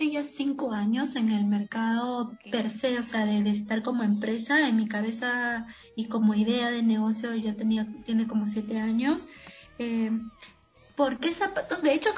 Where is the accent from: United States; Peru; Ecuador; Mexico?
Peru; north; soy de Perú, soy del, bueno, nací en el norte del Perú